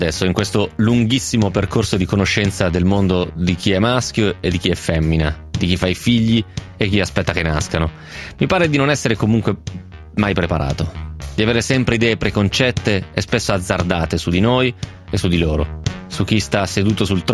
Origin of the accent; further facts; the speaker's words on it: Romentino, Piedmont, Italy; La seconda tappa di questo processo avviene nello spogliatoio del campo sportivo di Romentino, il mio paese.